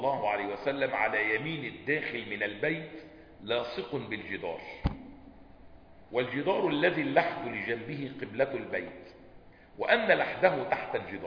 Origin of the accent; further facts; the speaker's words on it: Egypt; مطبقه عندنا في مصر